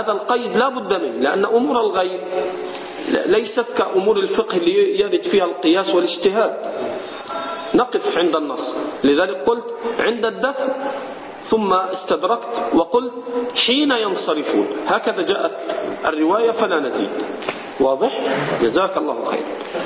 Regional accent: Egypt; هذه من البدع عندنا في مصر

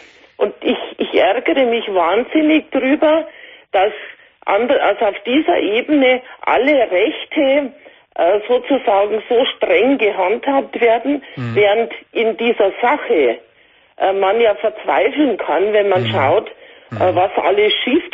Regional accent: Bavaria, Germany; Ich komme aus Bayern.

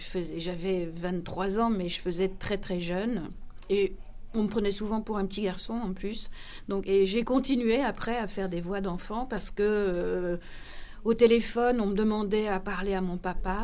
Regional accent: Belgium; j'ai commencé, et c'était en Belgique, parce que je suis belge, en fait, je ne suis pas française.

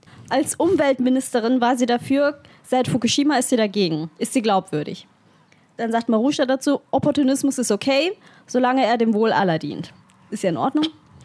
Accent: Bavaria, Germany; Das hat mit meinem Elternhaus zu tun. Ich komme aus Bayern.

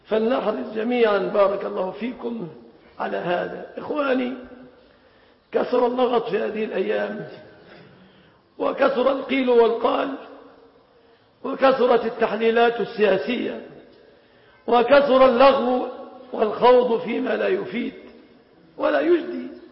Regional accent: Egypt; لقد كنا في بلادنا مصر زمنا

